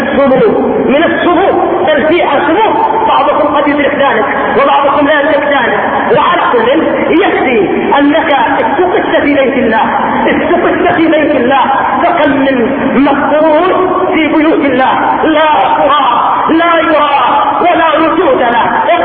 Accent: Yemen; عندنا في اليمن

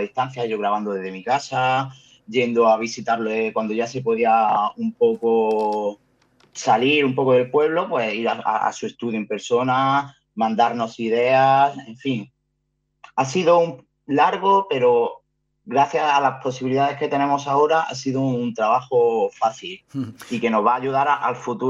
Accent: Granada, Andalusia, Spain; yo soy granadino y yo subí aquí a Guipúzcoa a buscarme la vida.

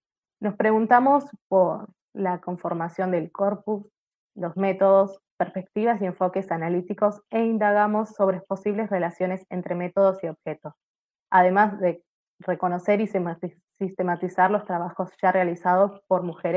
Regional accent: Neuquén, Argentina; Yo, por ejemplo, soy de Argentina y soy de la ciudad de Neuquén

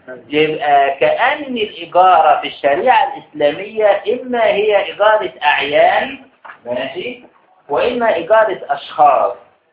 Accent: Egypt; على الوقت اللي موجود عندنا في مصر بالذات

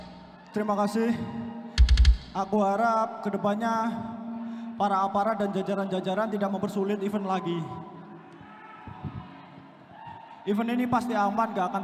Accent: Pare, East Java, Indonesia; Saya dari Pare

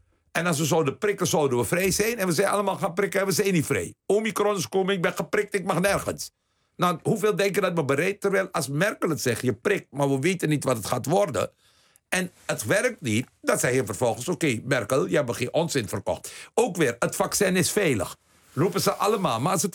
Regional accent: 's-Hertogenbosch, North Brabant, Netherlands; now in Waalwijk, Netherlands; ik kom uit Den Bosch en woon nu in Waalwijk.

